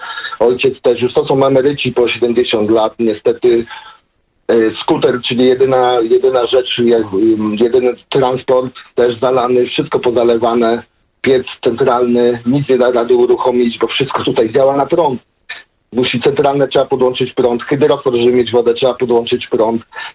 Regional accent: Stary Gierałtów, Lower Silesian Voivodeship, Poland; now in United Kingdom; Stary Gierałtów to moja rodzinna miejscowość.

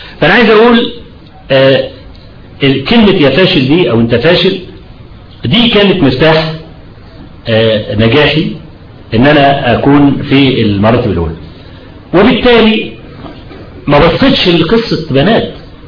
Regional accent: Kafr El Sheikh, Kafr El Sheikh Governorate, Egypt; لان انا من ابناء كفر الشيخ وسأكون أكثر تأثيرا

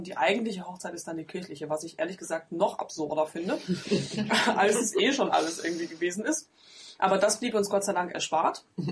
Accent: East Germany, Germany; ich bin ja Ossi, ne? Dementsprechend ist meine Verwandtschaft, sind auch alles Ossis.

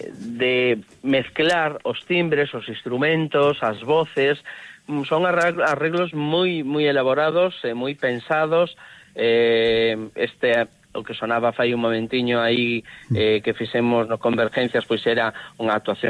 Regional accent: Pontevedra, Galicia, Spain; a pesar de estar tan próximos a Vigo, que eu son de Pontevedra, pero estamos nada, a menos de media hora de Vigo

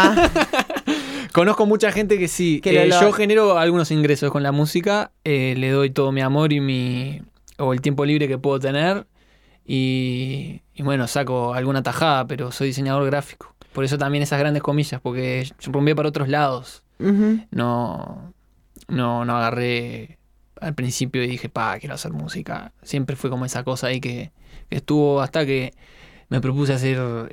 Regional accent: Montevideo, Uruguay; yo soy de acá, de Montevideo, del Prado, ahí por el Club Estocolmo. Uh-huh. Lo que se conoce como Prado Norte para algunos, oficialmente Nueva Sabona.

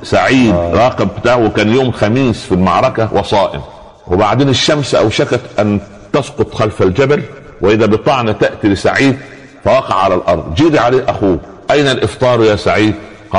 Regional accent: Upper Egypt, Egypt; عندنا في الصعيد على القدر برمة

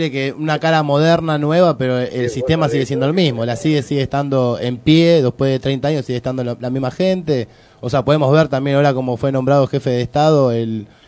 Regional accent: Buenos Aires, Argentina; Yo nacido y criado en Lugano, ¿viste?

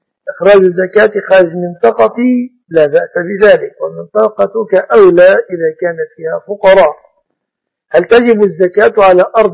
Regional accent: Egypt; أسأل الله سبحانه وتعالى أن يحفظ بلادنا مصر وسائر بلاد المسلمين من كل مكروه ومن كل سوء

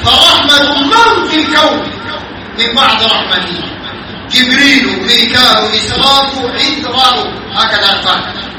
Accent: Sudan; عندنا في السودان

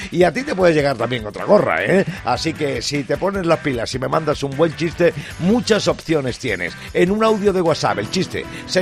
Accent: Talavera de la Reina, Castilla-La Mancha, Spain; desde mi tierra, una paisana mía, Isabel Fernández, desde Talavera de la Reina.

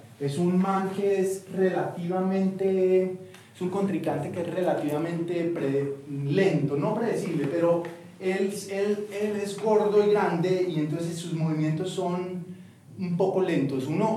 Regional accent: Bogotá, Colombia; Uno como cachaco se mete a de mar, no importa cero

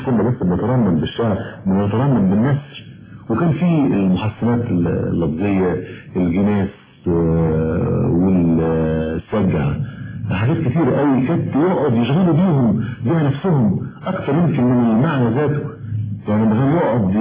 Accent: Egypt; احنا الثلاثة كمصريين وعايشين في مجتمع مصري

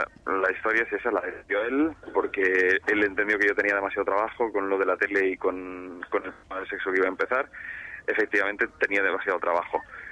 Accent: Sitges, Catalonia, Spain; Yo soy de Sitges.

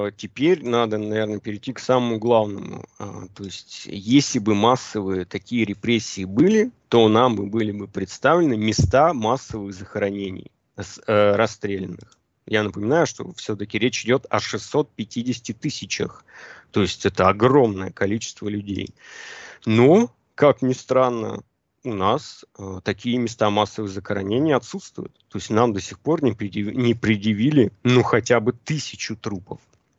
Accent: Yekaterinburg, Sverdlovsk Oblast, Russia; Да, я же сам из Екатеринбурга.

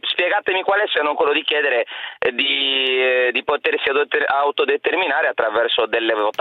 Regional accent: Sardinia, Italy; No, per carità, ci mancherebbe, non sono un sardo cattivo, sono bravo.

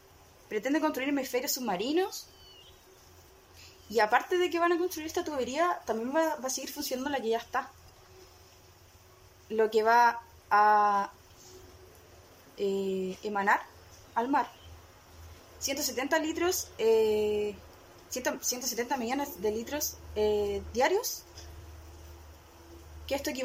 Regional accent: Laraquete, Biobío, Chile; Araquete, nacida y criada por acá.

